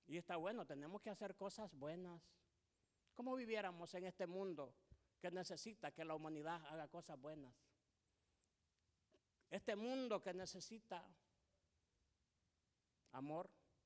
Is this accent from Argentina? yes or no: no; El Salvador; tenemos identidad, yo soy del Salvador, me identifico con los salvadoreños